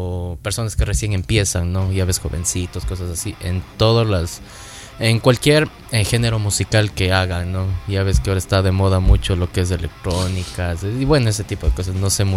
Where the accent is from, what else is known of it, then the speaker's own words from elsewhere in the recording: Ambato, Tungurahua, Ecuador; el viernes tenemos una rueda de prensa allá en mi ciudad antes del evento en el día sábado, ¿no? En el Teatro al Aire Libre en Ambato.